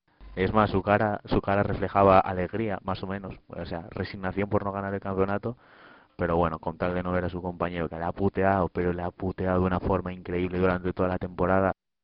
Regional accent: Oviedo, Asturias, Spain; Yo, como soy de Oviedo, pues soy seguidor bastante

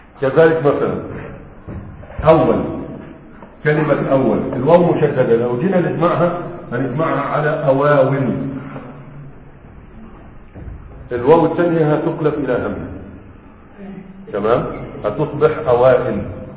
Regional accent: Egypt; دي مشروع عندنا في مصر أكثر من هذا

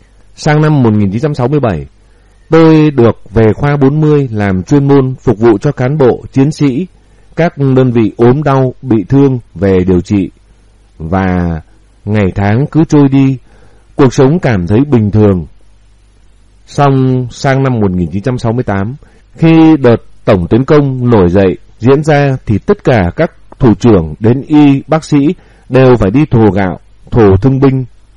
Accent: Bac Giang, Vietnam; Quê tôi có sân bay kép và một ga tàu hỏa, là một ga đi lên phía Bắc của Tổ quốc. Thanh niên, phụ nữ quê tôi náo nức tình nguyện vào Nam đánh Mỹ.

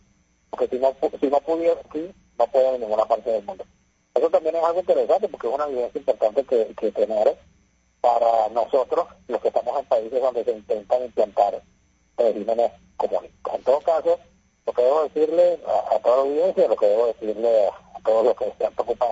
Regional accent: Venezuela; moved away; Yo salí de Venezuela con el dólar a las 49.000 bolívares.

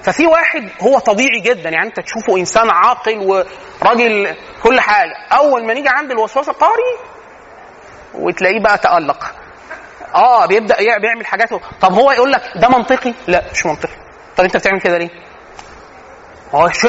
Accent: Egypt; ودي من العادات السيئه عندنا فينا كمصريين،

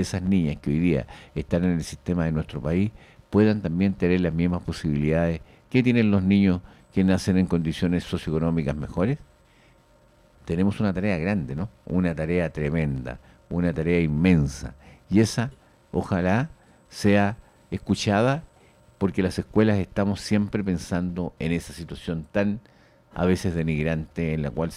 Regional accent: Chile; Pero esa es una labor básica, fundamental, como chileno

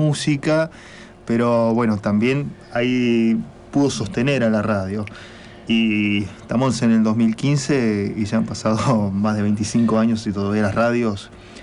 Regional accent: San Miguel de Tucumán, Tucumán, Argentina; born there; Nací en Tucumán, en la capital, y en aquel momento, mediados de la década del 80

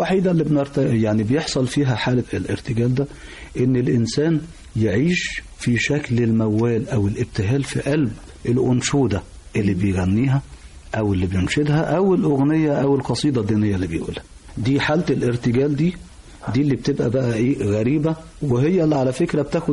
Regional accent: Egypt; لحد ما يجي عندنا في مصر ويبتدي التفاعل ده يحصل

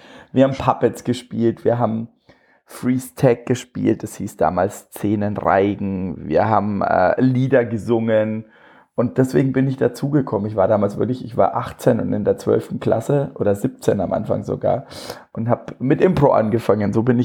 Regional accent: Bavaria, Germany; accent: Franconian; ich komme aus Franken, das hört man wahrscheinlich ein bisschen

